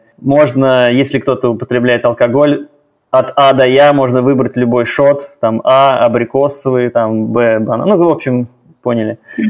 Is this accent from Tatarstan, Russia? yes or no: yes; Kazan, Tatarstan, Russia; Ну, я коренной казанец, поэтому в целом, конечно, сложно мне сравнивать, сопоставлять с другими городами.